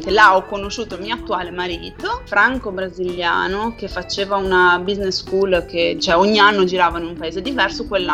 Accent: Genoa, Liguria, Italy; Noi siamo diffidenti storicamente

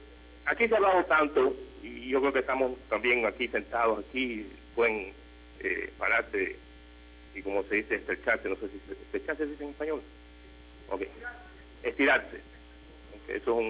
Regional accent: Ecuador; moved away; los emigrantes, como ecuatorianos aquí

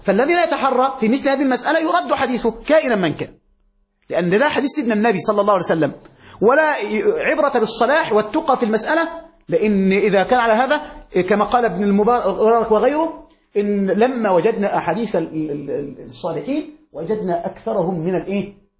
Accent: Egypt; وفي مثل عندنا في مصر

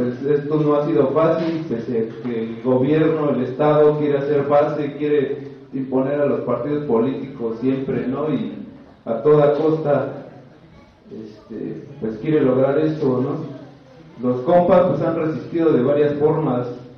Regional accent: Eloxochitlán de Flores Magón, Oaxaca, Mexico; yo soy originario de Azochitlán de Flores Magón. Este municipio está ubicado en la región Cañada, que es Sierra Mazateca, está cerca de Huautla de Jiménez. Este pueblo se rige por usos y costumbres.

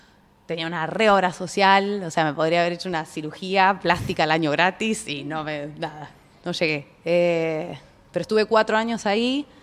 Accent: Trelew, Chubut, Argentina; lo hice en Trelew, que es de donde soy.

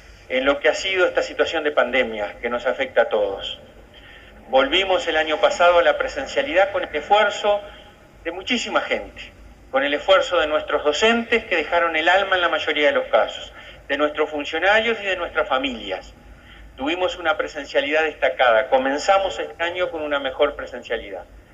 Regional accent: Tacuarembó, Uruguay; como decimos en mi pueblo, en Tacuarembó, yo soy del interior, al mal tiempo, buena cara.

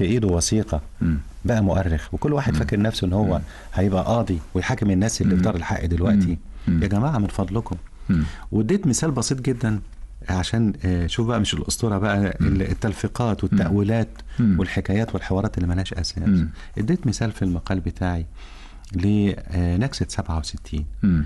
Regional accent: Egypt; ما قامتش هناك حضارات زي اللي قامت عندنا في مصر

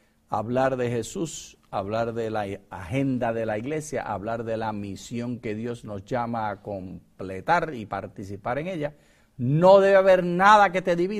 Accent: Puerto Rico; que tú eres venezolano, que yo soy puertorriqueño

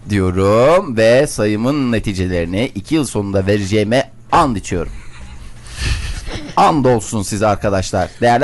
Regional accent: Germany; Çocukluğum orada geçti.

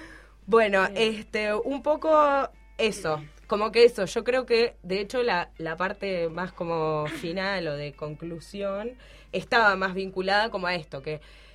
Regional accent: Uruguay; nosotros, siendo uruguayos, siendo contemporáneos

